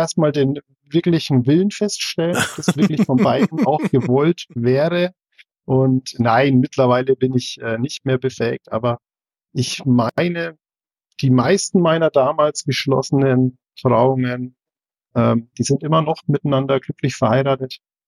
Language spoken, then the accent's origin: German; Bavaria, Germany; born there; gebürtiger Oberfranke, mittlerweile seit 16 Jahren im öffentlichen Dienst.